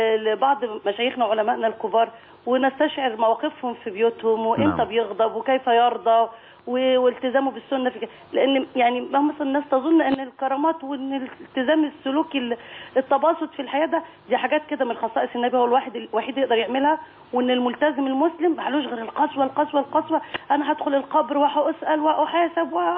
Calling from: Cairo, Cairo Governorate, Egypt

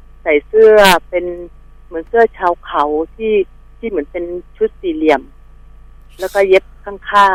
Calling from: Phra Pradaeng, Samut Prakan, Thailand; มาอยู่สมุทรปราการค่ะพระประแดง

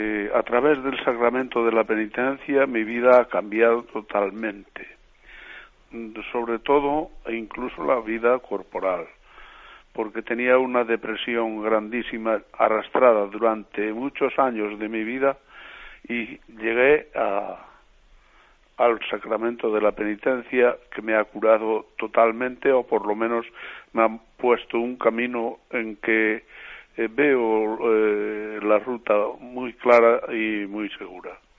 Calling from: Ourense, Galicia, Spain; de Orense.

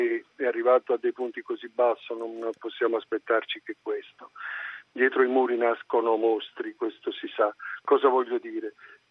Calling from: Trieste, Friuli-Venezia Giulia, Italy; chiamo da Trieste.

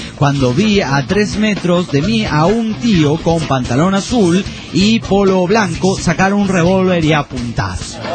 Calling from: Guadalajara, Jalisco, Mexico; Obvio que soy de Guadalajara, México.

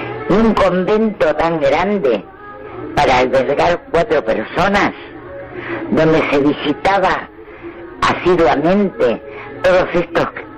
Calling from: Lanús, Buenos Aires Province, Argentina; soy de Lanús.

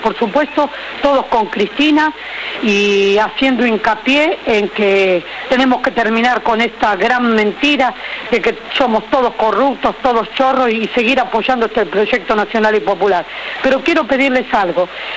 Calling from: Avellaneda, Buenos Aires Province, Argentina; de Avellaneda

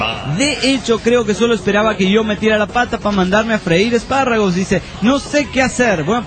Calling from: Pucallpa, Ucayali, Peru; de Pucallpa, Perú.

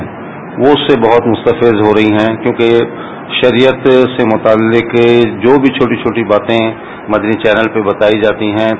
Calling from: Ibrahim Hyderi, Sindh, Pakistan; question میرا یہ ہے کہ میرا علاقہ ہے ابراہیم حیدری، اس میں جو لانچیں ہیں یہاں پر اور اکثر جو یہاں کے جو لوگ ہیں ان کا روزگار ہے ماہی گیری

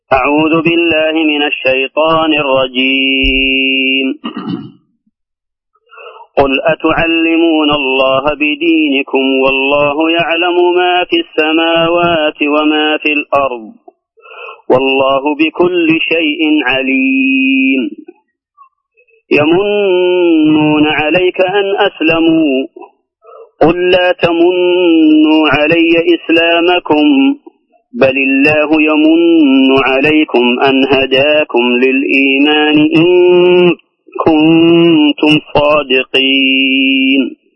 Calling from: Mecca, Makkah Province, Saudi Arabia; من مكة المكرمة.

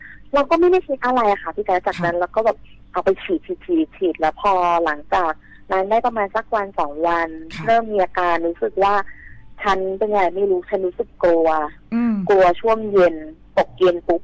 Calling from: Bangkok, Thailand

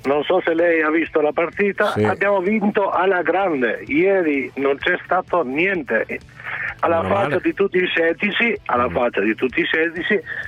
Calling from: Albania; Italian is a second language; Essendo io albanese, chiamo per la partita di ieri.

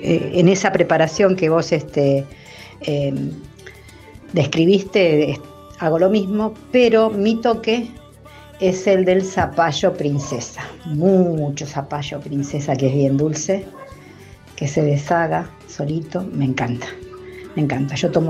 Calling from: Mar del Plata, Buenos Aires Province, Argentina; de Mar del Plata, acá, a pleno sol.

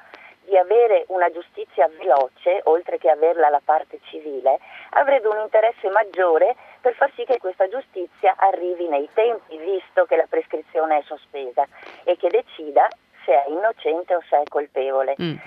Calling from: Mestre, Veneto, Italy; Buongiorno, sono da Mestre, non da Verona.

